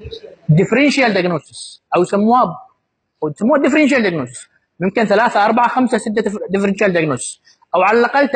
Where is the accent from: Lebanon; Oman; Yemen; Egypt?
Yemen; بالذات عندنا في اليمن